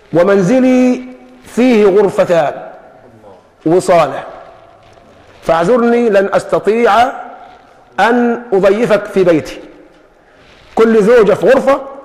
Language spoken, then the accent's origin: Arabic; Egypt; يعني ما احنا كمصريين يعني عندنا السرجيه دي